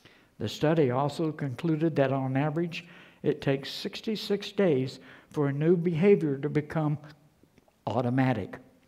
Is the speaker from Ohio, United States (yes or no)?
no; West Virginia, United States; I'm from West by God, Virginia.